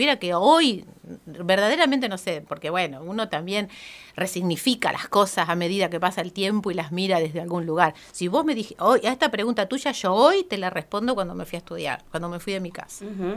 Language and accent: Spanish; Colonia Barón, La Pampa, Argentina; Y viví me crié en Colonia Barón, yo de ahí me fui a estudiar. Yo hice toda la primaria y la secundaria en Colonia Barón